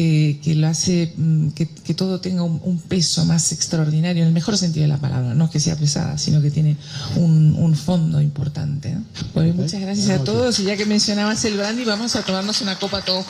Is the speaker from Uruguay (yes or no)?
yes; Uruguay; moved away; cuando me preguntan siempre digo que soy uruguaya, porque a mí me parece feo esa gente que renuncia a sus raíces, ¿no? Y yo me siento muy orgullosa de ser uruguaya